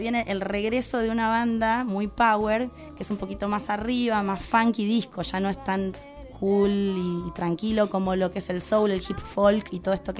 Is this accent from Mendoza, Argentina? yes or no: no; La Pampa, Argentina; now in Buenos Aires, Argentina; En realidad me crié en La Pampa. Bueno, y ya hace un montón que me vine a vivir a Buenos Aires.